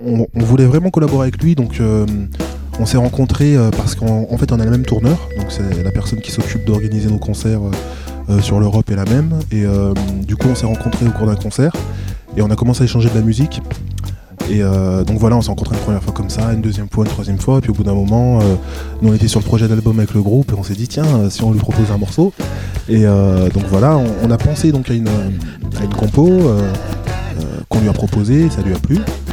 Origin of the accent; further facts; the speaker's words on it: Lyon, Auvergne-Rhône-Alpes, France; ça fait un petit moment que je rappe dans la région lyonnaise. Enfin, moi, je viens de Lyon